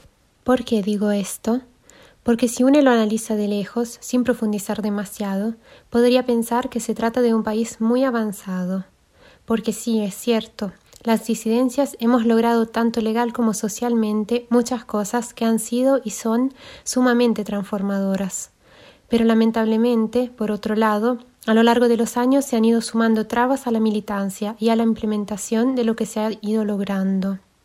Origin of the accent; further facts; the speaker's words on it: Switzerland; now in Argentina; nací y crecí en Suiza, donde estuve viviendo hasta hace 2 años cuando me vine a vivir a la Argentina.